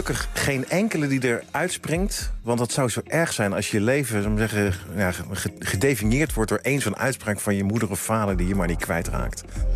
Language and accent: Dutch; Woudenberg, Utrecht, Netherlands; Ja, ik ben opgegroeid in Woudenberg en dat was toen onder de rook van Soesterberg, toen dat nog een militaire basis was.